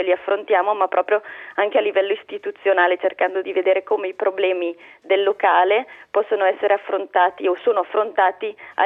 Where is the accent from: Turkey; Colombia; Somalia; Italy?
Italy; Bergamo, Lombardy